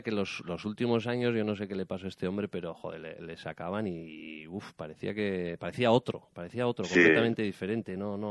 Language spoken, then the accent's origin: Spanish; Basque Country, Spain; Aquí, pues como vasco, aparte de lo oficial, Vizcaya, Guipúzcoa, uh-huh. Álava